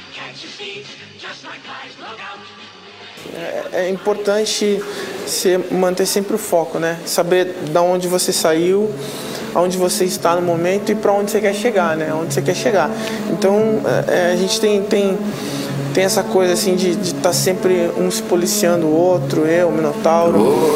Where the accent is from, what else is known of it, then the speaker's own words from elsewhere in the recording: São Paulo, Brazil; Não, eu não. Você não. Sou paulista.